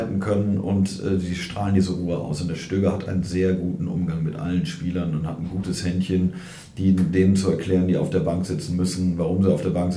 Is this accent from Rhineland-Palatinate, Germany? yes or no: no; Cologne, North Rhine-Westphalia, Germany; kannst du als Kölner nicht hingehen und sagen, wir spielen zu Hause auf 0-0.